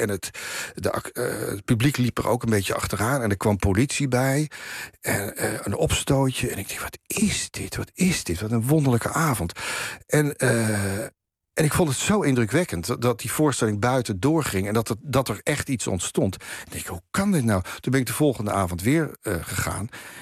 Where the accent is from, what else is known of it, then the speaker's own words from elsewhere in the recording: Haarlem, North Holland, Netherlands; Het werktheater speelde op een gegeven moment bij ons in Haarlem.